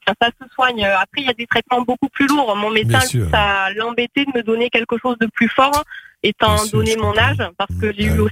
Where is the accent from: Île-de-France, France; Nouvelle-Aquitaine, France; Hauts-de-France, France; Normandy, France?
Hauts-de-France, France; accent: southern; peut-être accent du sud, mais je suis picarde de base.